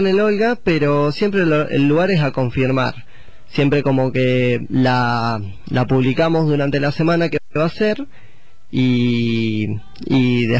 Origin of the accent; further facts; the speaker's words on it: Neuquén, Argentina; moved away; Yo igual soy de Neuquén capital, que es el desierto. Pone que tenemos un río ahí, viste, y eso es lo más pintoresco que podemos tener.